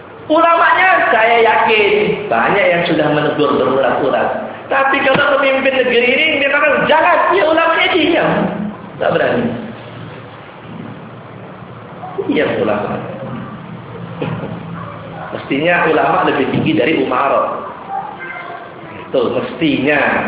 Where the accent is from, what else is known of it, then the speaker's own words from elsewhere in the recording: Surabaya, East Java, Indonesia; daerah saya itu, Ampel sana itu, makam Sunan Ampel itu.